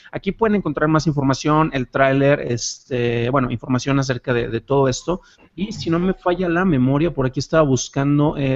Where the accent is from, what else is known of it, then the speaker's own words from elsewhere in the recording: Jalisco, Mexico; now in Mexico City, Mexico; Yo soy originario de Jalisco